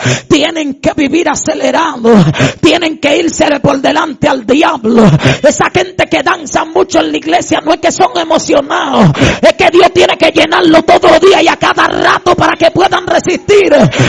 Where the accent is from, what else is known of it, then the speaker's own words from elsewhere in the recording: Madre Vieja, San Cristóbal, Dominican Republic; en una actividad en mi pueblo, en el cruce de Madre Vieja